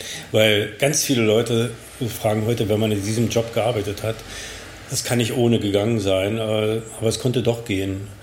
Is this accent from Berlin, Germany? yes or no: yes; Berlin, Germany; also born or lived in North Korea / Moscow, Russia; Einen Tag nach Nikolaus, am 7. Dezember 1958. Und in Berlin aufgewachsen und als Kindergartenkind nach Nordkorea gekommen. Dann in Moskau, in der Sowjetunion noch eingeschult worden. Dann in Berlin wieder in die Schule gekommen